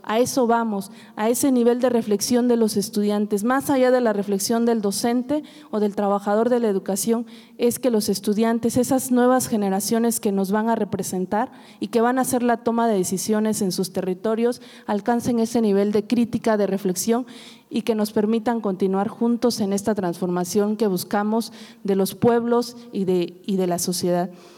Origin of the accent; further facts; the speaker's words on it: Oaxaca, Mexico; De alguna manera, habría que enmarcar que nosotros como oaxaqueños